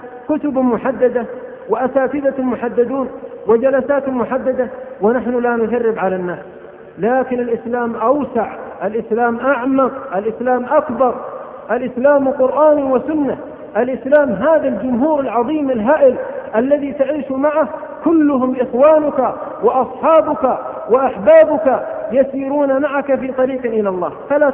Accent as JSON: {"language": "Arabic", "town": "Abha", "region": "Asir", "country": "Saudi Arabia", "said": "مثل ما سأل أحد العلماء عندنا في أبها"}